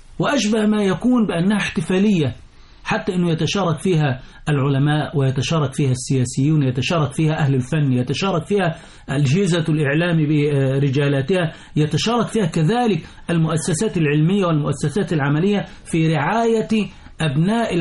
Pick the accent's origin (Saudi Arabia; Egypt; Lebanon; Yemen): Egypt; لأن المرجعية عندنا التي تحكم تصرفاتنا كمصريين على المستوى الرسمي وعلى المستوى الشعبي